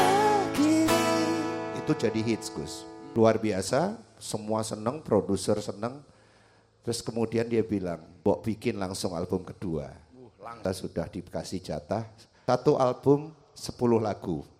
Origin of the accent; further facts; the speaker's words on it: Jakarta, Indonesia; also born or lived in Magelang; Bapak saya orang Magelang, tapi ibu saya orang Jogja. Magelang kawin sama orang Jogja, menikah dengan orang Jogja. Tapi umur 2 tahun saya sudah diboyong ke Jakarta.